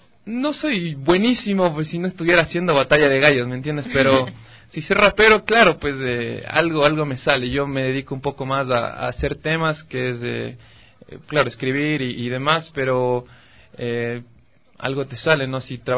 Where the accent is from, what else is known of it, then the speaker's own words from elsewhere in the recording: Quito, Pichincha, Ecuador; súper quiteño. Mis papás quiteños, yo quiteño y hasta donde conozco el árbol genealógico soy bien quiteño.